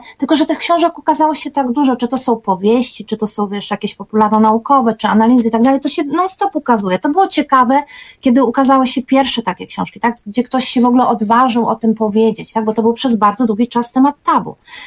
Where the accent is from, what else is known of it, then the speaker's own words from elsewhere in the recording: Berlin, Germany; ja, która się przecież w Berlinie Zachodnim nie urodziła, ale jednak jako nastolatka w nim rosłam, dojrzewałam i obserwowałam, jak to się zmienia, jeszcze przed upadkiem muru